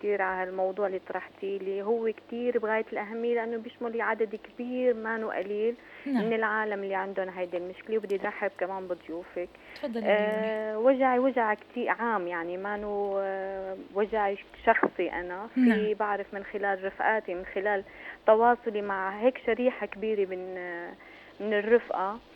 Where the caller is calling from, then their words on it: Baniyas, Tartus Governorate, Syria; أحكي هلا من طرطوس من بانياس.